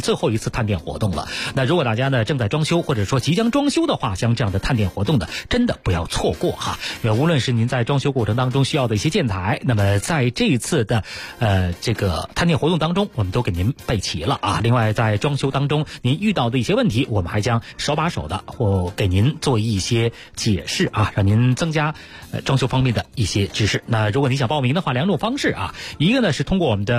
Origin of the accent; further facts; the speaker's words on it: Beijing, China; 尤其是我们北京人对那儿哈、老觉得原来是一个出煤的地方，